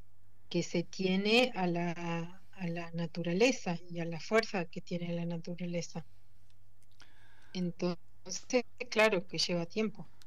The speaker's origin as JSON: {"language": "Spanish", "town": "Esquel", "region": "Chubut", "country": "Argentina", "said": "con todo esto de la lucha en relación a la minería en Esquel, en la comunidad de Nahuelpan, que es de donde yo soy"}